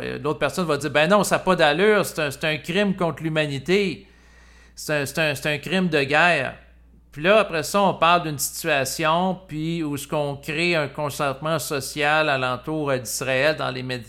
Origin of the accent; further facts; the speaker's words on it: Canada; born there; Moi, en tant qu'individu, je suis né au Canada